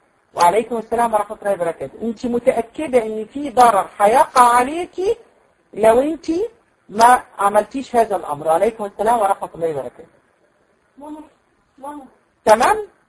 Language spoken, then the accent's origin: Arabic; Egypt; لان احنا عندنا في مصر مثلا اسماء كتيره جدا